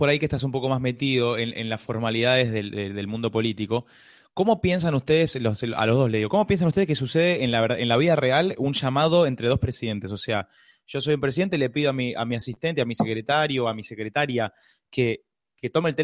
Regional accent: Argentina; Como simple argentino ignorante.

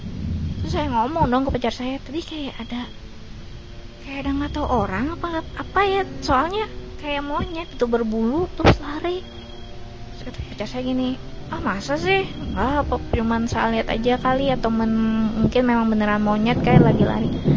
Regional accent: Balikpapan, East Kalimantan, Indonesia; now in Samarinda, Indonesia; Kalau saya asalnya dari Balikpapan

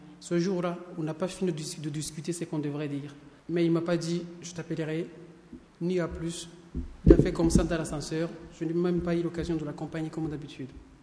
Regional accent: Rwanda; Moi, je viens du Rwanda

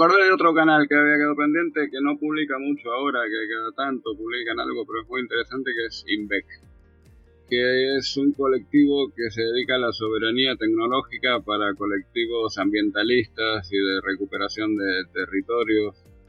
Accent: Córdoba, Argentina; Yo soy de Córdoba, Argentina

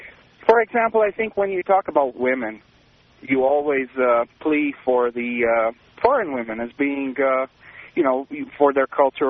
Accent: Romania; I grew up in Romania, and my dad used to take me to the stadium every Sunday or every other Sunday when our home team would play at home.

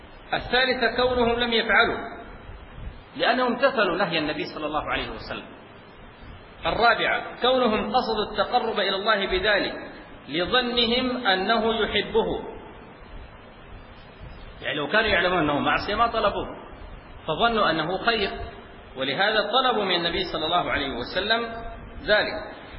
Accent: Sudan; في بعض المناطق عندنا في السودان

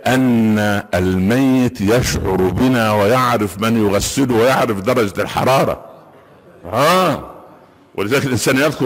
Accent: Minya Governorate, Egypt; مدينة عندنا في المنيا اسمها البهنسة مدينة صغيرة كده جنب بني مزار

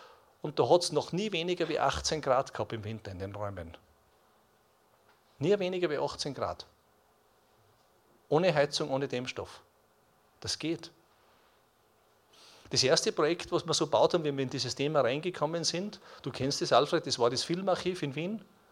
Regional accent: Switzerland; Ich habe es gesagt, ich komme aus der Schweiz.

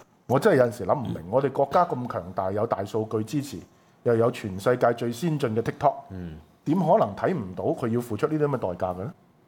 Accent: China; 我覺得身為中國人，我覺得一定要支持共產黨去撕毀呢個貿易協定。

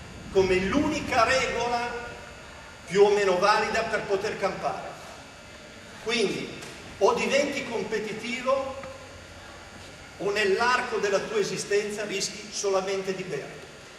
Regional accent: Abruzzo, Italy; Io non sono calabrese, sono abruzzese d'origine, trapiantato.

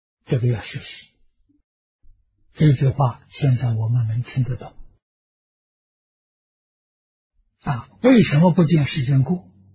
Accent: China; 我们中国人讲的起心动念言语造作，没有一样不是合情合法啊

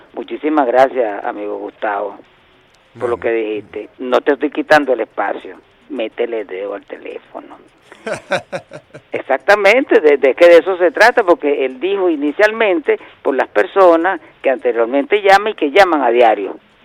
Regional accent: Venezuela; somos una vez venezolanos, dos veces venezolanos, tres veces venezolanos, y si queda algo, somos venezolanos

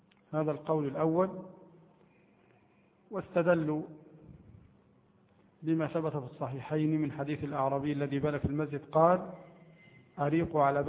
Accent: Egypt; عندنا في مصر مثلا لا يأكلونه أبدا، نفسهم تعافوا

